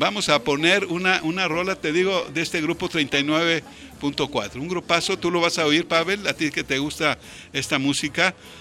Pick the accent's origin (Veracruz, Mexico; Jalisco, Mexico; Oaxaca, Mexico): Jalisco, Mexico; Guadalajara; Al fin somos tapatíos y al fin somos habitantes que estamos preocupados por la belleza de esta ciudad de Guadalajara.